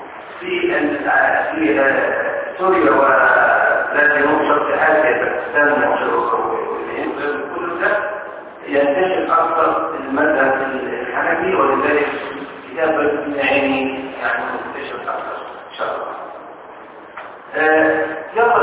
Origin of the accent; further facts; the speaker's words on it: Egypt; عندنا في مصر